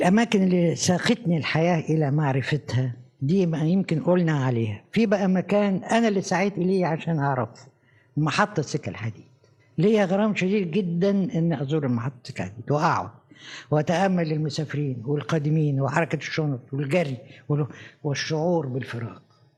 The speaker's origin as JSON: {"language": "Arabic", "country": "Egypt", "said": "إحنا عندنا في مصر في وقت من الأوقات كانت حركة نقد مزدهرة"}